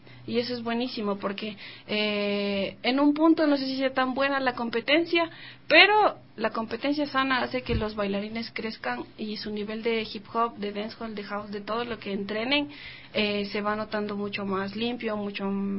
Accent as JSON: {"language": "Spanish", "country": "Ecuador", "said": "todos los bailarines somos de Ecuador."}